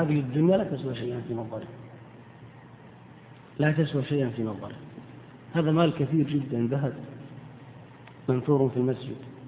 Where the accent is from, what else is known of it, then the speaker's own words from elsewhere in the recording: Eastern Province, Saudi Arabia; إنما البحرين تطلق الآن على ما يعرف عندنا بالأحساء أو المنطقة الشرقية